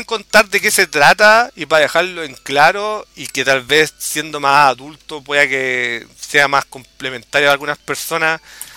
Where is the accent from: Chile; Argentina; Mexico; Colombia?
Chile; como acá todo el mundo, porque soy chileno